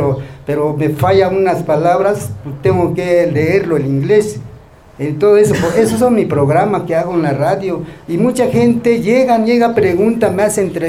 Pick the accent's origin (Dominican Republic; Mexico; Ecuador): Mexico; San Ildefonso; Sí, soy nativo de San Ildefonso, yo nací en San Ildefonso. Nací honestamente en una cuna de Ayate, allá en la comunidad de San Ildefonso. Nosotros hablamos la lengua ñañú